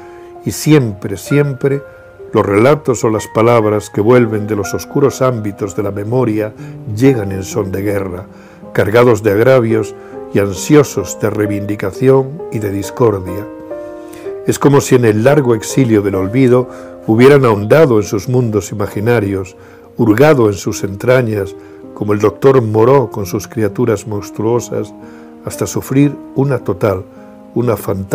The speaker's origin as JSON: {"language": "Spanish", "region": "Extremadura", "country": "Spain", "tie": "born or raised there", "said": "En mi infancia, en la Extremadura de los años 50, su mundo no tiene nada que ver con el de hoy. No teníamos luz eléctrica, no teníamos agua corriente."}